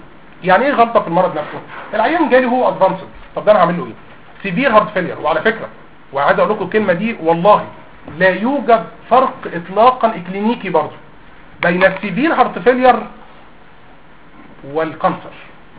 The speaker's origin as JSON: {"language": "Arabic", "country": "Egypt", "said": "زرع القلب على فكره والليفر في الصين ارخص من زرع الفول عندنا في مصر"}